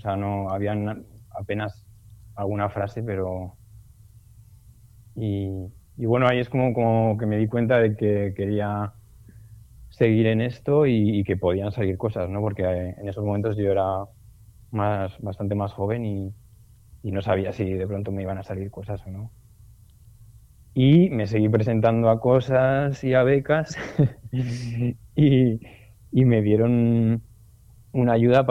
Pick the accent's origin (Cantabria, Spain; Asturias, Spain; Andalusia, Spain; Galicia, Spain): Andalusia, Spain; Granada; born there; also born or lived in La Rioja; yo nací en Granada, pero he estado viviendo mucho tiempo en La Rioja.